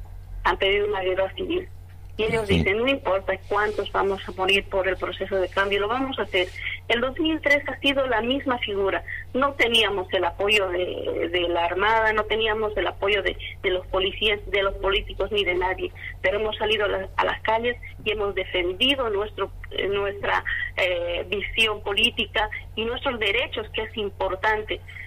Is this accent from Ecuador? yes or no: no; Bolivia; nosotros como bolivianos creemos que la posibilidad de estos señores que han intentado dañar nuestro proceso no les va a durar.